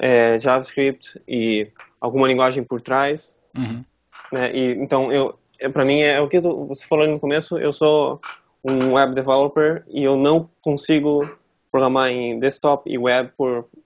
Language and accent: Portuguese; Joinville, Santa Catarina, Brazil; eu sou de Joinville, né, eu tô aqui agora, eu nasci aqui